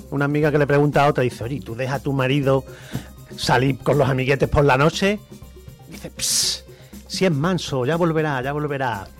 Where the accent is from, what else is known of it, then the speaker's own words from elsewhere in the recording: Carmona, Andalusia, Spain; Yo en realidad no soy de Sevilla, ¿eh? Yo soy de un reino de Taifa, yo soy de Carmona.